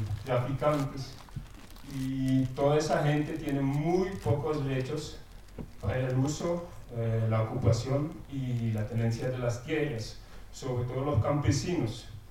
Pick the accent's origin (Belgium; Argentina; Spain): Belgium; Spanish is a second language; now in Colombia; soy belga, no soy holandés como los demás extranjeros aquí. Ya vivo 6 años en Colombia, en un pueblo campesino en el norte del país, en la Sierra Nevada Santa Marta, donde tengo mi esposa y mis 2 niños.